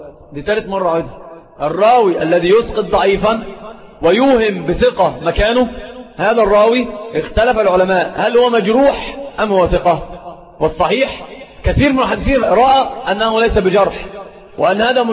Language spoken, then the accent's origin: Arabic; Egypt; سيب بورسعيد دي في القاهرة يعني عندنا في مصر